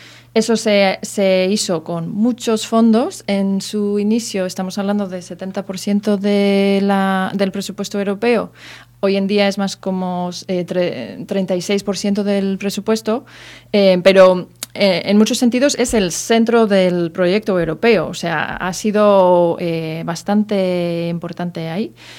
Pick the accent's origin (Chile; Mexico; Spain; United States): United States; Pues yo vengo de los Estados Unidos que hemos visto eso en bastante evidencia.